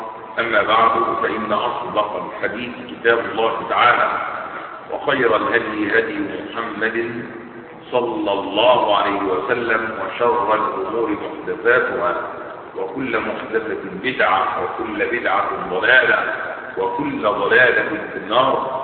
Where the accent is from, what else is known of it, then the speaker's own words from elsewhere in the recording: Egypt; فيسمى بالسقة في بلدتنا في مصر